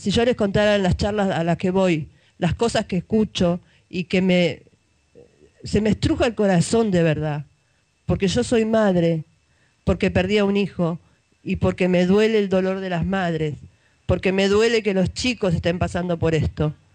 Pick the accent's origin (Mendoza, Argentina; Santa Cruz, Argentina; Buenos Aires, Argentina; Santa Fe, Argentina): Buenos Aires, Argentina; Pero yo lo vivo en Zabaleta. Yo soy de Zabaleta y lo veo.